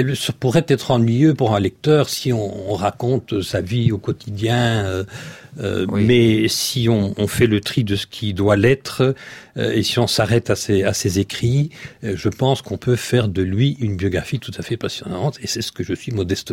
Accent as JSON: {"language": "French", "town": "Liège", "region": "Wallonia", "country": "Belgium", "said": "Je suis liégeois."}